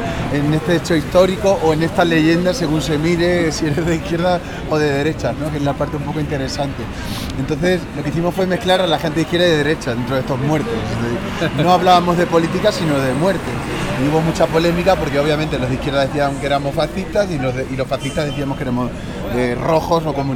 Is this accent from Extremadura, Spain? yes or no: yes; Badajoz, Extremadura, Spain; born there; Sí, Badajoz.